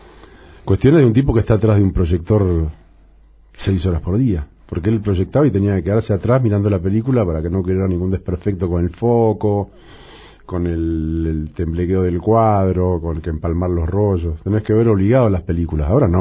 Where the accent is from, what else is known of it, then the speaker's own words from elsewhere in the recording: Montevideo, Uruguay; born there; el cine de barrio que estaba en el Cerro, que es donde yo nací en Montevideo